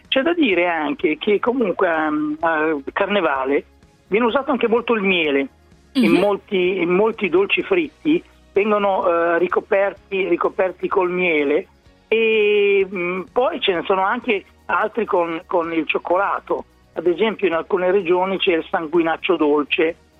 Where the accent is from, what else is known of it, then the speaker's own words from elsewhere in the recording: Emilia-Romagna, Italy; Dalle mie parti si chiamano frappe